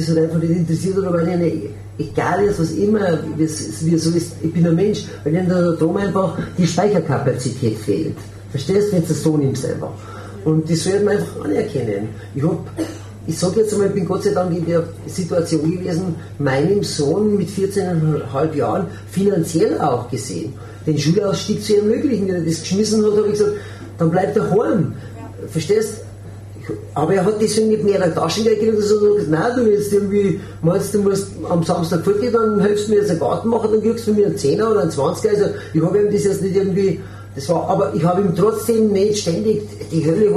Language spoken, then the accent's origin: German; Bavaria, Germany; Und dann bin ich ein Bayer und bin ein bisschen anders drauf